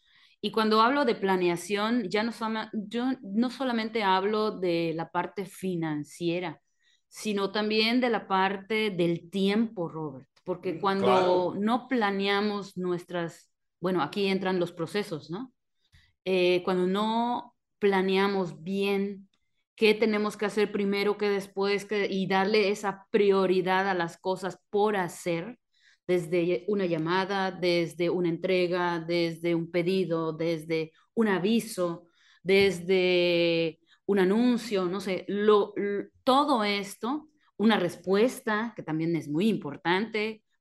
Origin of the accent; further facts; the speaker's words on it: Mexico; como buenos mexicanos nos da pena cobrar